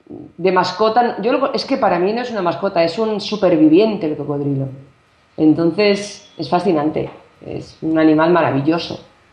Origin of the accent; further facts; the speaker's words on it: Barcelona, Catalonia, Spain; born there; Yo digo mi tierra porque me siento muy de allí, aunque soy... Sí. Catalana, porque nací en Barcelona.